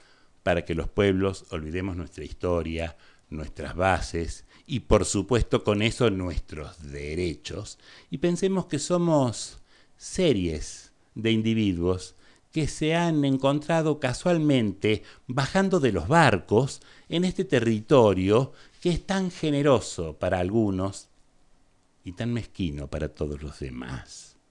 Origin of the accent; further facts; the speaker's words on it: Argentina; Yo soy argentino.